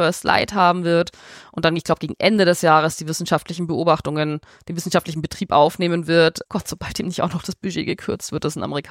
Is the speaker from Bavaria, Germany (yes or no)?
yes; Bavaria, Germany; Als Fränkin stimme ich für Fei.